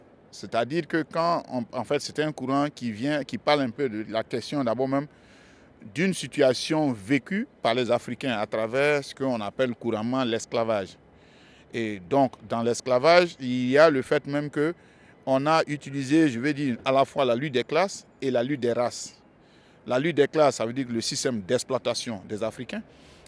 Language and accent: French; Côte d’Ivoire; first language Bété; dans ma langue maternelle qui est le bété, puisque je suis originaire d'un enclos colonial qu'on appelle la Côte d'Ivoire. Donc, dans cette Côte d'Ivoire, je fais partie d'un groupe, d'une communauté linguistique qu'on appelle le Krou, et dans le groupe Krou, donc je suis bété.